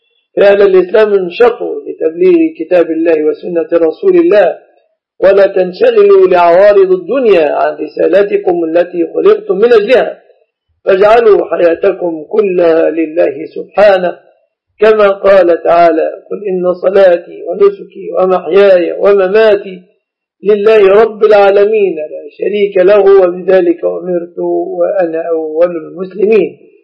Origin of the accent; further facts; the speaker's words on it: Egypt; بلادنا مصر